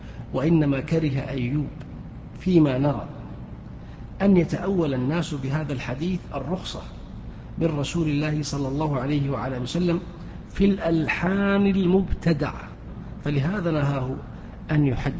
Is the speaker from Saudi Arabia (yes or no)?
yes; Saudi Arabia; ما هي موجودة في الكتب التي عندنا في السعودية